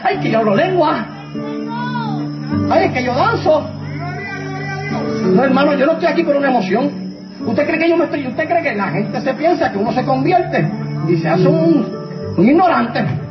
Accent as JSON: {"language": "Spanish", "country": "Puerto Rico", "said": "Mira, hermano, cuando yo voy hasta a predicar a otros lados, y le digo, yo soy de Puerto Rico."}